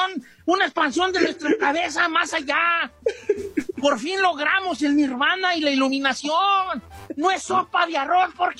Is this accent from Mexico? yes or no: yes; Mexico; Orange chicken, no, porque pues muy mexicano, soy mexicano.